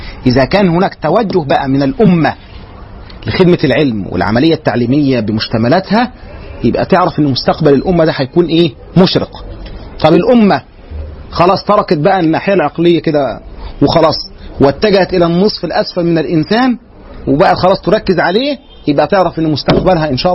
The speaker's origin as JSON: {"language": "Arabic", "country": "Egypt", "said": "زي ما كان عندنا في مصر هنا"}